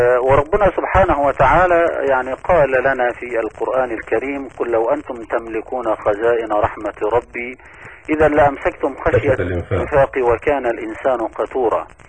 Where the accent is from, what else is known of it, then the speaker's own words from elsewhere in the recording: Egypt; ونحن نعلم أن بلدنا مصر العزيزة يعني تمر بمراحل وتحديات كثيرة